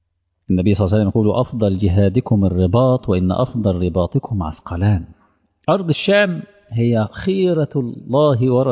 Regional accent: Egypt; منطقة العريش عندنا في مصر

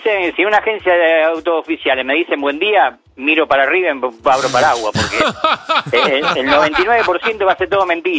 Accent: Lanús, Buenos Aires Province, Argentina; Perfecto, yo soy de Lanús.

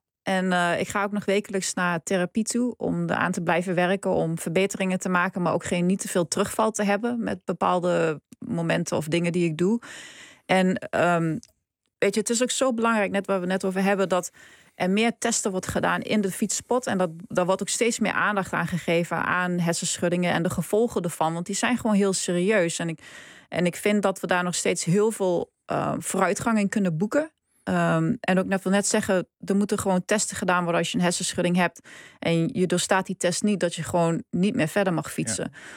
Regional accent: Gelderland, Netherlands; Ik kom uit de Achterhoek

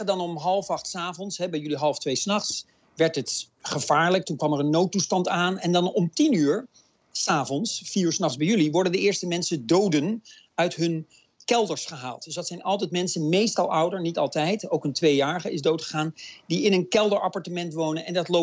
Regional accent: Netherlands; En ik ben dan als Nederlander misschien wat nuchter en denk van, nou, zo'n storm, dat zal wel meevallen, zo'n stormpje. En dan is het toch, dit soort stormen hebben we niet in Nederland.

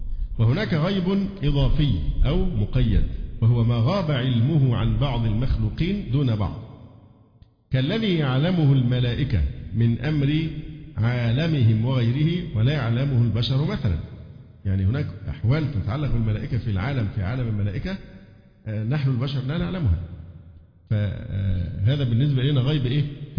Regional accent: Cairo, Cairo Governorate, Egypt; لأن لا تناقض بين أن أقول أن أنا مصري وقاهري،

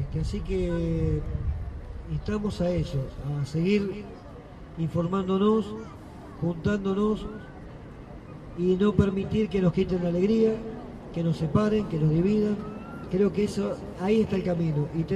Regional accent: Andalgalá, Catamarca, Argentina; cuando salimos nosotros de Andalgalá, o sea, nos juntamos para ir.

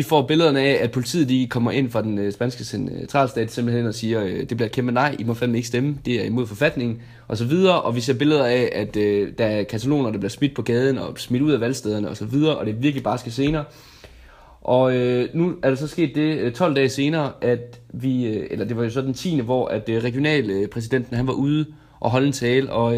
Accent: Region of Southern Denmark, Denmark; Ja, der kan jeg allerede som dansker, især som sønderjyde, sige, at det vil vi stik ikke

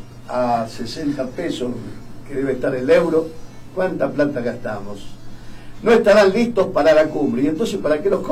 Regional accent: Rosario, Santa Fe, Argentina; Ah, son de Rosario, yo también soy rosarino.

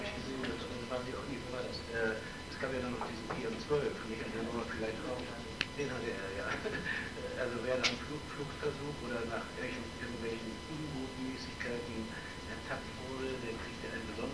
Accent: West Germany, Germany; Als Westdeutscher muss ich natürlich auch immer darauf hinweisen

